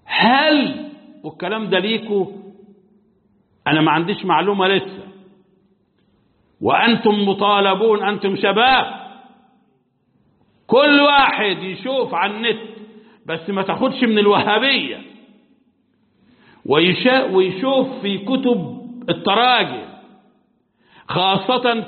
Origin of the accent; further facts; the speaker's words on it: Egypt; احنا عندنا في مصر شخصية خرافية لا واقع لها في التاريخ